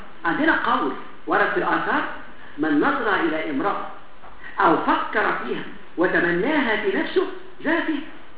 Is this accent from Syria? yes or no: no; Alexandria, Alexandria Governorate, Egypt; عارف عندنا في اسكندريه